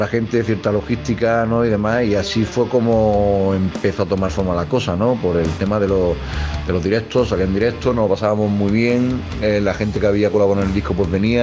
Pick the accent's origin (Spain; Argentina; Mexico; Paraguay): Spain; Granada, Andalusia; Nosotros somos … venimos de Granada